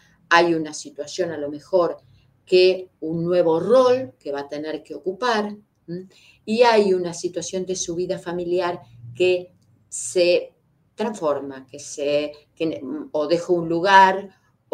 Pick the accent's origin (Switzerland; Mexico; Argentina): Argentina; born there; tenemos que empezar a reconciliarnos con los que nacimos acá en Argentina, con esa gran madre que es Argentina